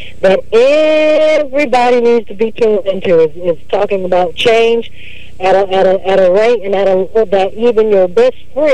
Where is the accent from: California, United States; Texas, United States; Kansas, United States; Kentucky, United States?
Texas, United States; Houston; also born or lived in Louisiana; I'm here in Houston, Texas. I was born and raised down here. Well, I was born in Louisiana, raised in Houston, grew up in the church